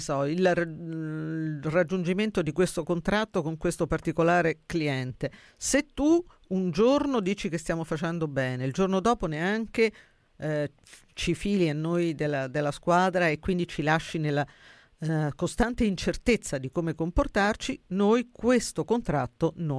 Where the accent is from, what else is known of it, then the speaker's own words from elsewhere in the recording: Sabaudia, Lazio, Italy; Se io mi metto sullo schermo il mare di Sabaudia del mio paese